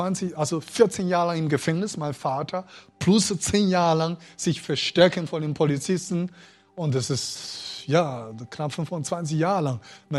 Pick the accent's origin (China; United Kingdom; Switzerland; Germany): China; German is a second language; Besonders chinesische Christen. Also die Chinesen sind, ich würde sagen, also mein Volk hatte die Gabe, geduldig zu sein.